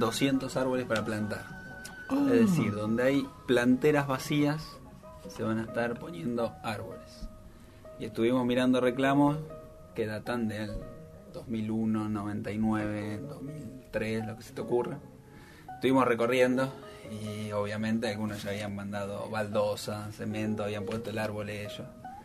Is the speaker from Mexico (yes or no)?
no; San Martín, Buenos Aires Province, Argentina; Yo me crié en San Martín.